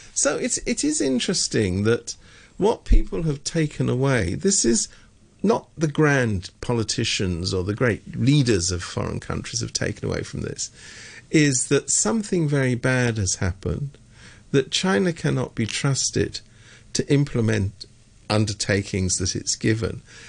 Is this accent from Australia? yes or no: no; United Kingdom; You know, I'm from Britain. I know how these things work.